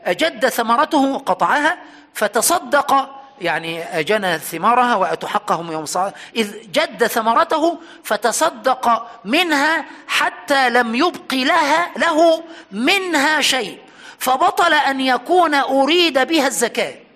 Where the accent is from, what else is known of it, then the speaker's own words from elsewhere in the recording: Aswan, Aswan Governorate, Egypt; يعني وأنا صغير في أسوان كانت هناك بقرة ركبت عليها